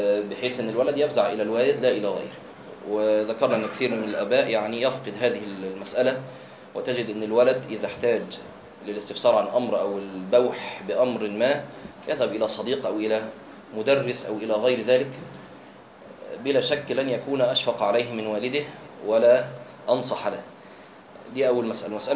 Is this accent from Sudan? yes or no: no; Egypt; لكن هو الأشهر عندنا في مصر كخ.